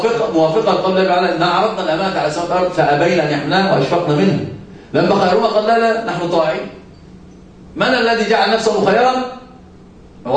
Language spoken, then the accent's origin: Arabic; Egypt; عندنا في مصر يسمونها دب نكته